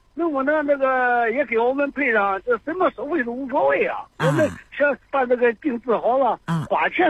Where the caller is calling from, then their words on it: Zhengzhou, Henan, China; 我是郑州的。